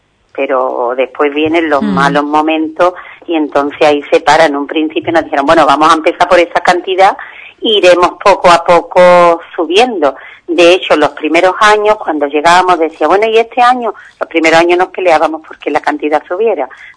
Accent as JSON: {"language": "Spanish", "town": "Ubrique", "region": "Andalusia", "country": "Spain", "tie": "born there", "said": "yo, lo mismo que nací en Ubrique, podía haber nacido en Atalaya, en Perú"}